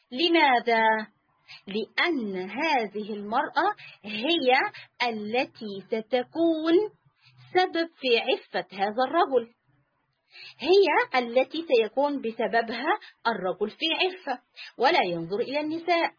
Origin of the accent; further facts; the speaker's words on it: Egypt; سواء البلاد العربية أو سواء عندنا في مصر، في بعض القرى